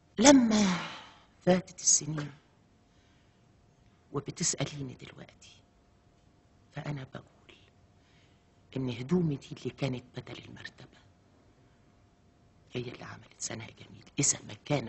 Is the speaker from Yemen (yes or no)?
no; Upper Egypt, Egypt; هم ربوني هم عارفين إن أنا ست صعيدية، بنت صعيدية ودغري وصادقة